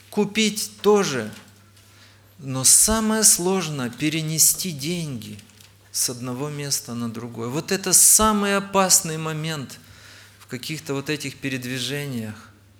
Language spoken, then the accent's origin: Russian; Chișinău, Moldova; Я из Молдавии, из города Кишинева.